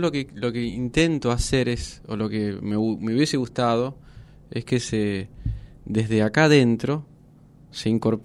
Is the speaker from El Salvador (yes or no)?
no; Buenos Aires, Argentina; born there; also born or lived in Japan; yo vengo de vivir en otros lados también. Nací en Buenos Aires, viví 12 años en Japón